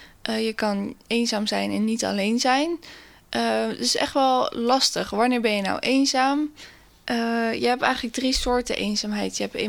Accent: Westland, South Holland, Netherlands; now in Naaldwijk, Netherlands; ik kom uit Westland, ik woon in Naaldwijk. Ik ben 24 jaar

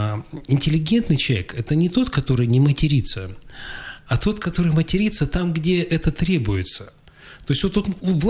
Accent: Krasnoyarsk, Krasnoyarsk Krai, Russia; Ну, тогда я начал гордиться тем, что вот мы из Красноярска, и мы, нам не надо переучиваться, так, убирать вот этот акцент

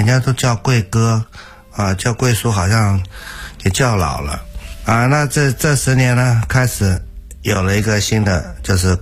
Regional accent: Taiwan; 那我们台湾人都很喜欢有什么阿什么

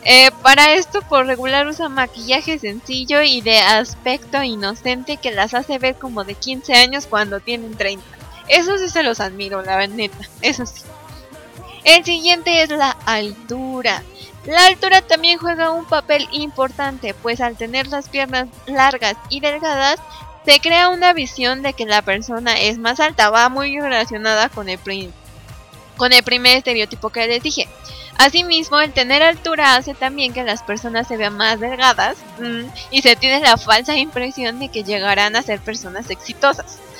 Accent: Mexico; no, soy mexicana, muchachos. No. Tampoco hay que hacerle feo a nuestra nacionalidad, oigan.

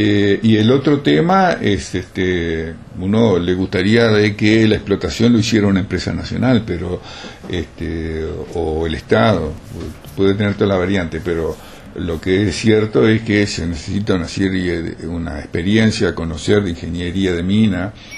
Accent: Colonia del Sacramento, Colonia, Uruguay; realidad soy químico, no montevideano, soy de la ciudad de Colonia.

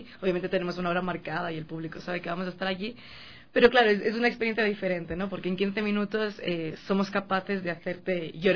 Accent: Barcelona, Catalonia, Spain; now in Quito, Ecuador; como puedes notar por mi acento, yo nací aquí, pero toda la vida la viví en España, en Barcelona

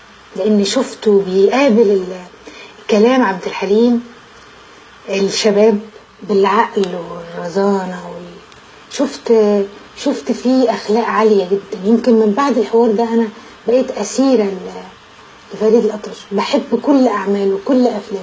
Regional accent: Egypt; أنا عايز أقول لك إن أنا مصرية

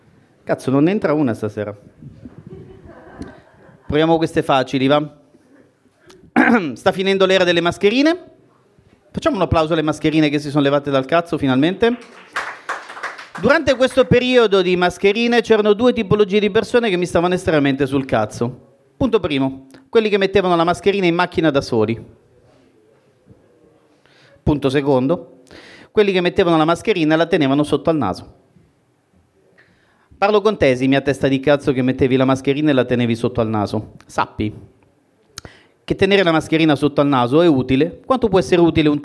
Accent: Calabria, Italy; anche se dal mio accento non si direbbe, sono calabrese.

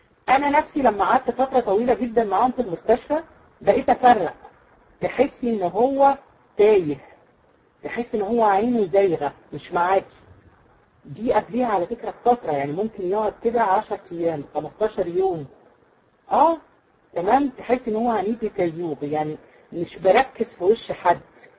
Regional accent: Egypt; احنا عندنا في مصر يقول لك بتسولي عليه

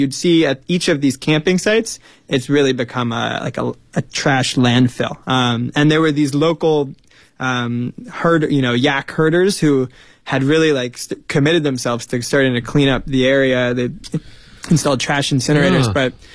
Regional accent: United States; I grew up in the United States and I learned about it as a kid.

